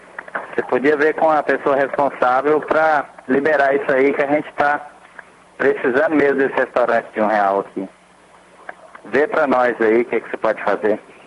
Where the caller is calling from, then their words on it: Goiás, Brazil; Eu sou aqui da Vila Jaiara